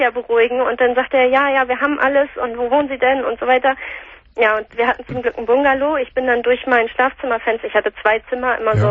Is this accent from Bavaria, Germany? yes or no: no; Hamburg, Germany; wir kommen hier aus Hamburg.